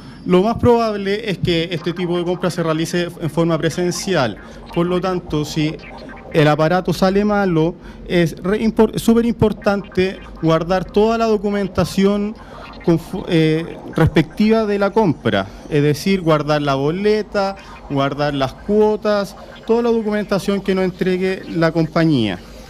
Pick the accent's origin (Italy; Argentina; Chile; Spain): Chile; Curicó, Maule; Yo soy de Curicó, por lo tanto me siento muy cómodo acá en Puente Alto.